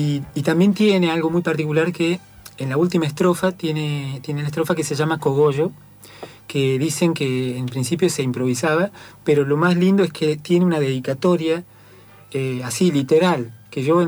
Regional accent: San Luis, Argentina; yo me crié en San Luis, digamos, y San Luis forma parte de la región cuyana

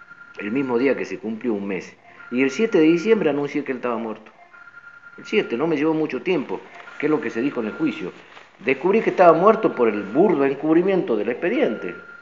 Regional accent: Tartagal, Salta, Argentina; venimos nosotros de Tartagal. Yo me enteré en Tartagal como cualquier tartagalense

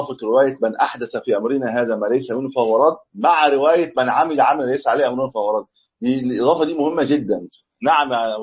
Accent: Egypt; الناس بقى لها 300 سنه عندنا في مصر 300 700 سنه بيحتفل بالمولد النبوي

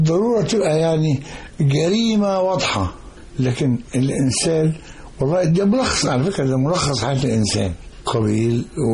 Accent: Mit Rahina, Giza Governorate, Egypt; من بلد غريبه قوي في مصر في التاريخ اسمها منف، في التاريخ الحديث اسمها ميت رهينه. دي على بعد كيلو متر تقريبا من بلدة سقارة، وهي بلدة شهيرة بالنخيل وليها تاريخ فرعوني قديم.

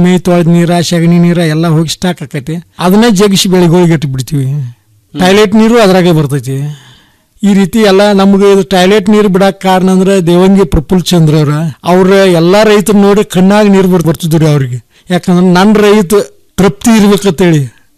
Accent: Hidkal, Karnataka, India; ನಮ್ದು ಬೆಳಗಾಂ ಜಿಲ್ಲೆ ರಾಯಬಾಗ ತಾಲೂಕು ಹಿಡಕಲ್ ಗ್ರಾಮ, ಹಿಡಕಲ್ ಬಸ್ ಸ್ಟ್ಯಾಂಡ್ ಸಮೀಪದಾಗ ನಮ್ದು ತೋಟ ಐತಿ.

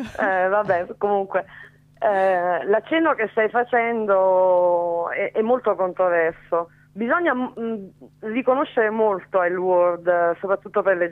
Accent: Naples, Campania, Italy; now in Milan, Italy; No napoletanissima sempre

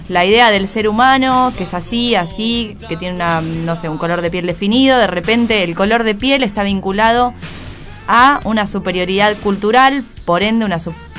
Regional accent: Argentina; Es preguntarnos nosotros como argentinos qué estamos festejando.

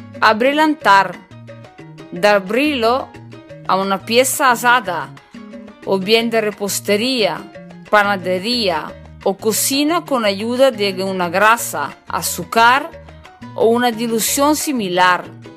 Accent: northern Italy, Italy; Spanish is a second language; soy italiana de norte de Italia, soy una cocinera

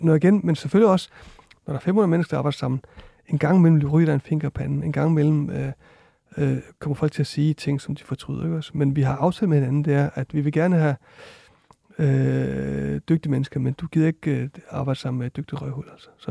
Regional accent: Iceland; Danish is a second language; now in Denmark; jeg kommer fra Island også

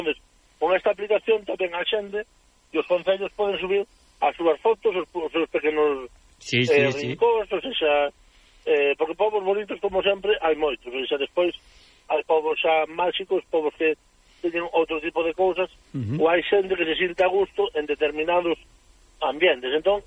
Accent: Terrassa, Catalonia, Spain; born there; now in Galicia, Spain; eu tamén nacín en Tarrasa, que estaban ali os meus pais, e... pero bueno, a morriña puido e se viñemos

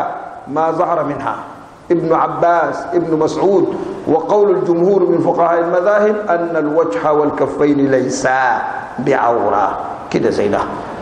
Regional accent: Sudan; عندنا في السودان ما في حتة لقينا أن الرجال بيقعدوا مع النساء سوا

